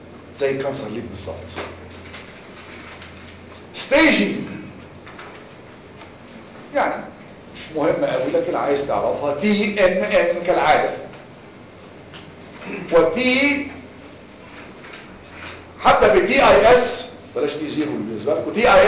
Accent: Egypt; احنا عندنا في مصر عندنا حاجات البوز كتير قوي

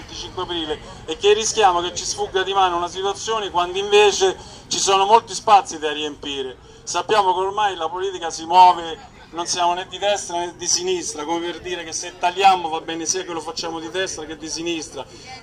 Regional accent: Rome, Lazio, Italy; io vengo in Emilia Romagna, anche se sono di Roma

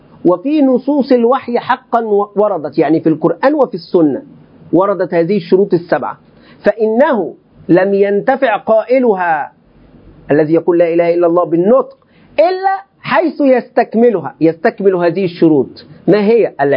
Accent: Egypt; عندنا في مصر

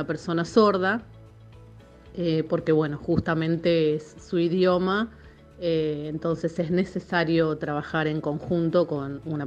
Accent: Buenos Aires, Argentina; now in Salta, Argentina; yo soy de Buenos Aires, pero bueno, estudio en la Universidad de Salta.

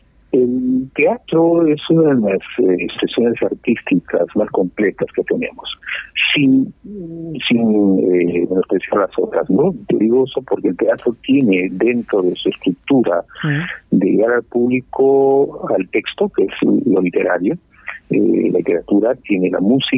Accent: Lima, Peru; born there; mis padres que son andinos, aunque yo nací en Lima, mi madre es quechua hablante, en la cultura del sur del Perú, el Cusco, el quechua, habla el quechua del sur, mi padre fue quechua hablante del centro

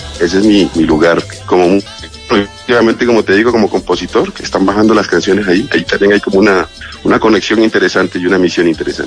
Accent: Pacific region, Colombia; born there; como músico tradicional, que nací en el Pacífico en ese contexto y tuve la fortuna y la oportunidad de recibir esa sabiduría musical de mis maestros … de las cantadoras

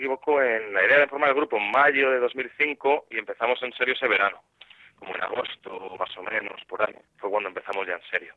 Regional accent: Alicante, Valencian Community, Spain; es que como realmente yo soy de Alicante y toda mi familia es de Alicante

